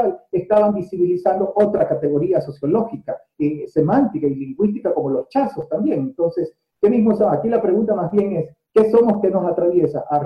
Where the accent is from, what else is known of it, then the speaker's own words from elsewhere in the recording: Guayaquil, Guayas, Ecuador; no soy de Manabí, soy guayaquileño, con una ascendencia por el lado paterno orense, de Ayapamba, y también de gente de Santa Rosa y Zaruma